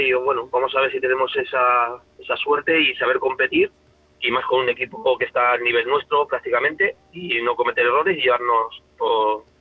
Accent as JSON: {"language": "Spanish", "town": "Barcelona", "region": "Catalonia", "country": "Spain", "said": "Mira, yo soy de Barcelona, pero yo ahora..."}